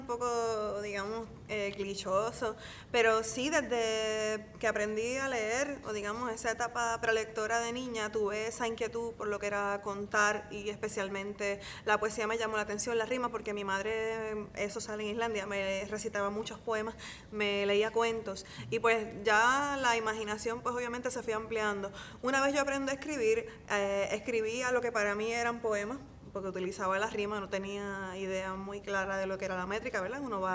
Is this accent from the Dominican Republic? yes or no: no; San Sebastián, Puerto Rico; yo vengo de San Sebastián, ¿verdad?, de un área que no está tan expuesta como en el área metropolitana a librerías, a lecturas poéticas